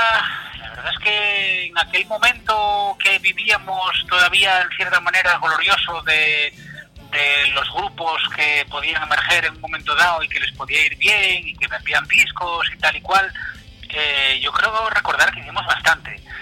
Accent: Spain; Somos cada cual de un país, como que dice, hay francés, hay dos fineses, soy yo el español, hay, bueno, pues gente de todas partes, ¿no?

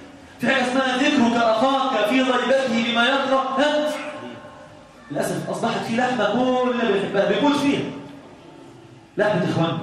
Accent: Egypt; لان احنا عندنا في مصر هذا المخالف ده

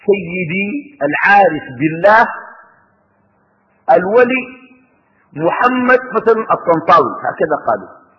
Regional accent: Sudan; وعندنا في السودان أسوأ من هذه الممارسة

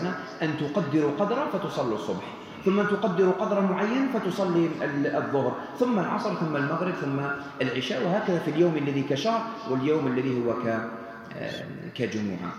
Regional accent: Algeria; أحتاج إلى معرفة تكوين الأسرة هنا عندنا في الجزائر والنسيج الاجتماعي الموجود في الجزائر

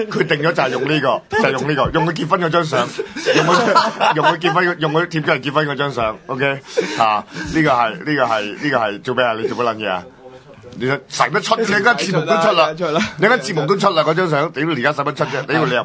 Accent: Hong Kong

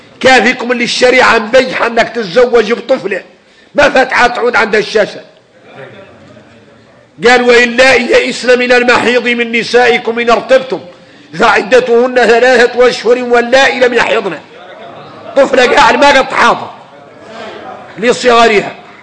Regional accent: Mauritania; عادة فينا احنا موريتاني حالي

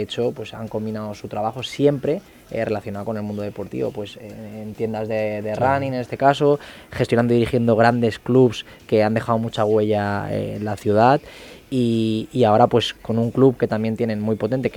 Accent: Balearic Islands, Spain; now in Elche, Spain; yo cuando vine aquí a Elche, que vengo de Mallorca, y mi padre nació aquí, he vuelto a las raíces

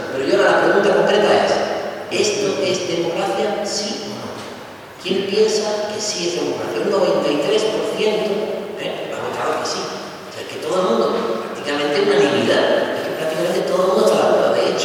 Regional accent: Málaga, Andalusia, Spain; Vale, yo soy de Málaga.

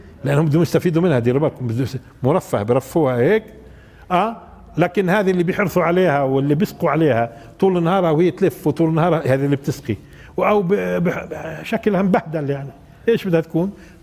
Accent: Palestine; وهذا غير مألوف عندنا في فلسطين بالمرة

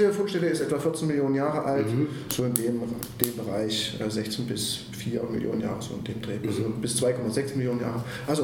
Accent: Suhl, Thuringia, Germany; also born or lived in Ilmenau; ich bin in Ilmenau geboren, bin eigentlich aufgewachsen in Suhl, in der wunderschönen Bezirksstadt Suhl im Herzen des Thüringer Waldes.

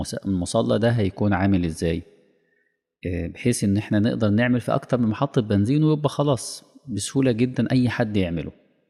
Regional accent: Egypt; هي فخمة ديت يعني خاصة بينا احنا يعني. كمصريين

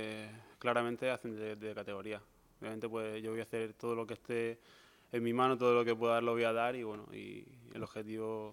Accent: Cartagena, Region of Murcia, Spain; yo soy de Cartagena, vivo cerca, lo puedo seguir.

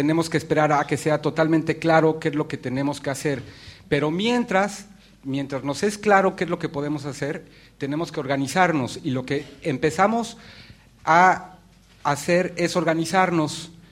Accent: Mexico; Yo vengo de México, pasé por aquí por una casualidad enorme. Nada más estoy 3 días aquí

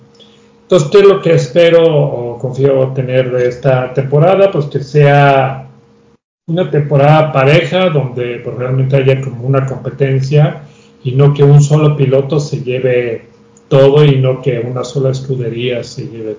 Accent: Mexico; yo creo que como mexicanos

